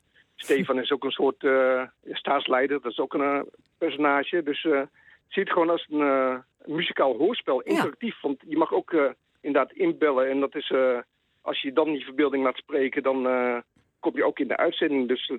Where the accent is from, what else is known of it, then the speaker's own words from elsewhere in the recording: Leiden, South Holland, Netherlands; Ik kom uit Leiden.